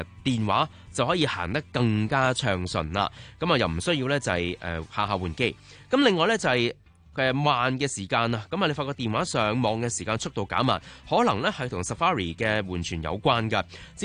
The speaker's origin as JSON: {"language": "Cantonese", "country": "Hong Kong", "said": "好似咧就係譬如我哋香港人比較常用嘅 WhatsApp 啦"}